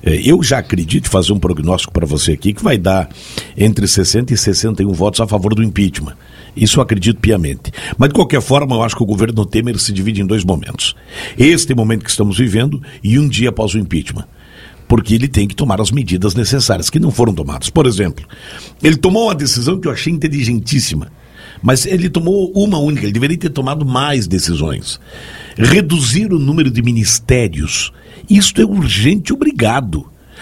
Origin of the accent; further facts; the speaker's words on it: Brazil; eu, como brasileiro